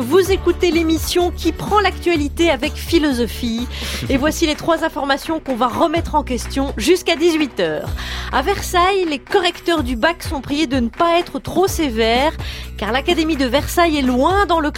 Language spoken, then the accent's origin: French; Belgium; Que nous prononçons bien car nous sommes belges, j'imagine.